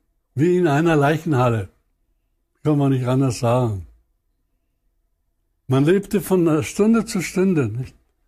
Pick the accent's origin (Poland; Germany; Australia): Poland; Upper Silesia; ich komme aus der Gegend von Obern, aus Oberschlesien.